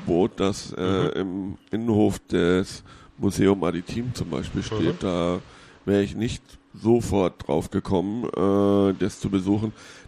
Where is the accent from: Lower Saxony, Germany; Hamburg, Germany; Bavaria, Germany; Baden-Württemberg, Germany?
Hamburg, Germany; Es gab aus meiner Heimatstadt Hamburg